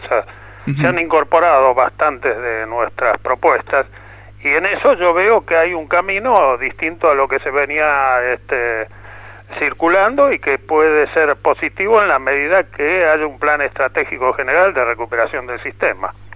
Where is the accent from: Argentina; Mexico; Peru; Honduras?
Argentina; Yo, como argentino, quiero saber qué pasó con el resto.